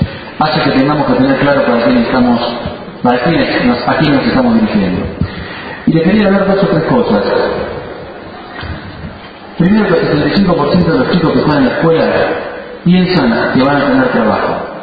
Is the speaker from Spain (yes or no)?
no; Argentina; los argentinos hasta cantamos el himno con mucho más orgullo y mucha más pasión por la patria y por lo que sentimos como argentinos.